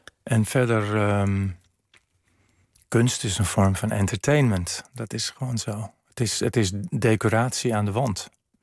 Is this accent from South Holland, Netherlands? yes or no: no; Amsterdam, North Holland, Netherlands; opgroeien in Amsterdam was wel bijzonder. Ik woonde lang in Amsterdam-Noord.